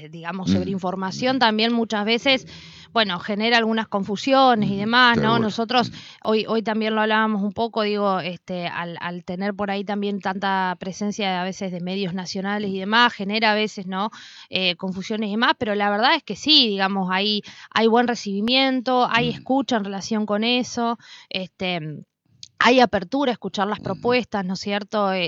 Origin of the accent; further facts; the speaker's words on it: Paraná, Entre Ríos, Argentina; yo vengo de Paraná, no vivo en Paraná